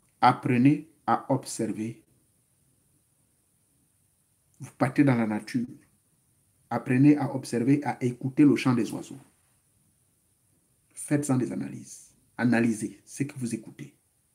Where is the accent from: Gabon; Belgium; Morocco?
Gabon; moved away; Moi, chez moi, au Gabon, j'avais un sac, mais je chargeais ça avec le gravier et le sable.